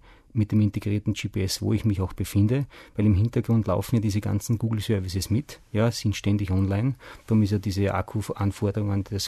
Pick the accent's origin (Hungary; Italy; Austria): Austria; Das ist eindeutig eine linke Aktion, wie man so sagt, bei uns in Österreich